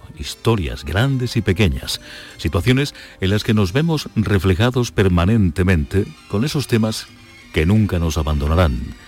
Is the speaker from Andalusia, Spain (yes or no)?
yes; Andalusia, Spain; Andalucía es mi tierra. Ole, yo soy del sur, claro.